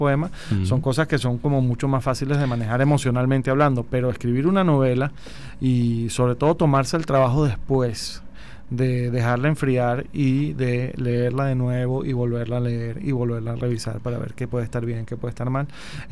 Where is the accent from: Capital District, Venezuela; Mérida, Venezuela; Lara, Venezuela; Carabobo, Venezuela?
Capital District, Venezuela; Caracas; nuestra identidad como venezolanos, como caraqueños